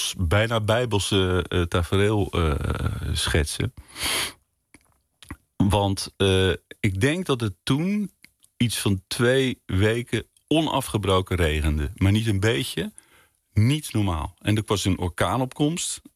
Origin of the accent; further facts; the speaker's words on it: Leiden, South Holland, Netherlands; Ik ben een Leienaar, zoete Woudenaar.